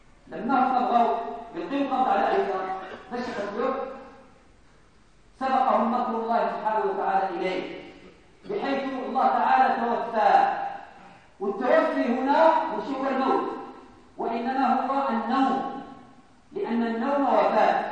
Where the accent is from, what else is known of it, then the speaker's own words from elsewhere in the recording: Morocco; بزاف آخرين إحنا مغاربة